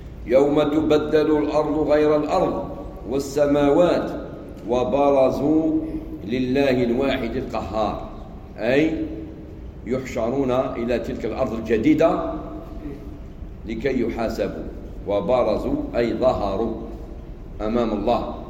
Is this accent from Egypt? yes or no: no; Algeria; عندنا في الجزائر علماء